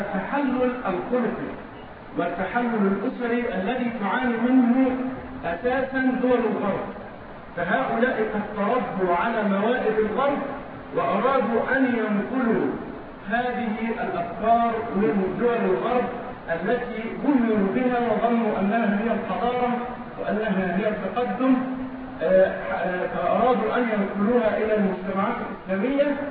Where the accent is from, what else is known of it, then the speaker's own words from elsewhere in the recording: Egypt; عندنا في مصر علينا من هذه المسألة